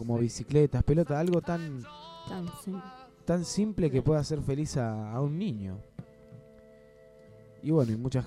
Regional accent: Argentina; Como argentino me llena de orgullo que Evita haya sido argentina.

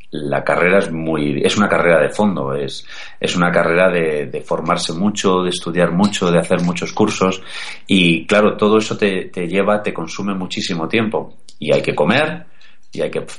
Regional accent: Madrid, Community of Madrid, Spain; yo soy de Madrid, no tengo nada que ver con Andalucía

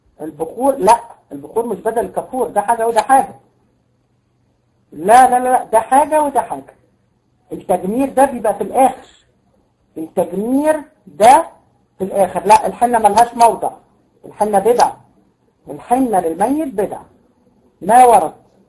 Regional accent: Tunisia; احنا عندنا في تونس

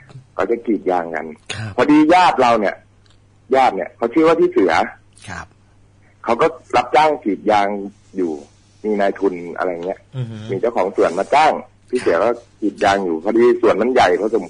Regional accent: Phayao, Thailand; ไม่ใช่ครับผมเป็นคนพะเยา

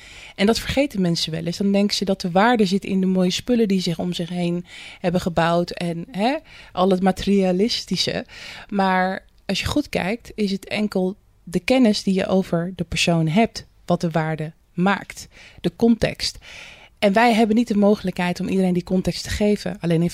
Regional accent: Rotterdam, South Holland, Netherlands; Toen ben ik in Rotterdam West opgegroeid. Nou, dat is best wel een buurt waar je ook niet heel snel de ladder pakt. Maar goed, je had daar wel heel veel culturen.

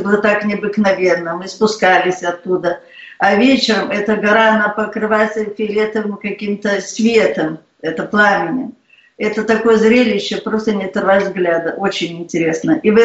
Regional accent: Belarus; я из Белоруссии.

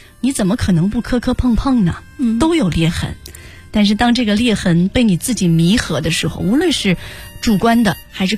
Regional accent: China

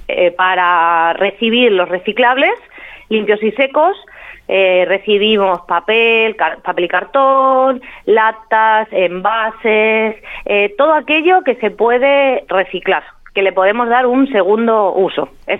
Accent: Cuenca, Castilla-La Mancha, Spain; now in La Pampa, Argentina; De España, de Cuenca, una ciudad chiquitita.

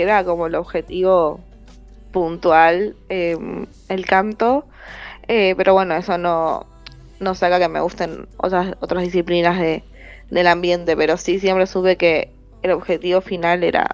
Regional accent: Argentina; yo siendo una artista argentina

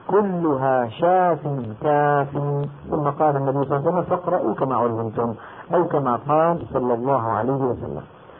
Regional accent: Damascus, Damascus Governorate, Syria; يعني هلأ مثلا أنا دمشقي شامي

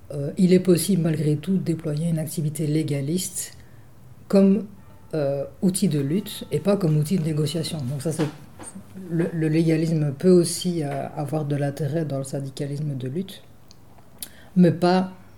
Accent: Liège, Wallonia, Belgium; Oui, je suis née à Liège et j'y vis depuis.

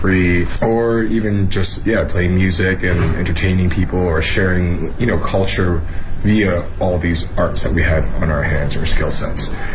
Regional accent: Canada; now in Beijing, China; I'm from Canada, and I'm a chef in Beijing, chef owner, TV show host / personality / celebrity chef, I guess.

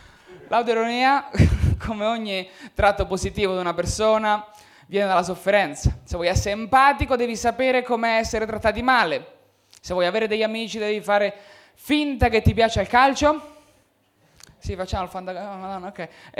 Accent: Marche, Italy; now in Milan, Italy; le mie emozioni crescendo nelle Marche non le puoi esprimere. Perché se cresci e dimostri emozioni nelle Marche sei gay, che qua a Milano ottimo, nelle Marche un po' di meno.

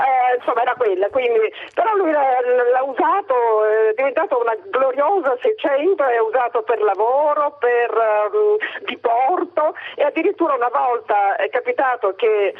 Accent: Catania, Sicily, Italy; perché voleva mettere del vino comprato a Catania, noi siamo catanesi

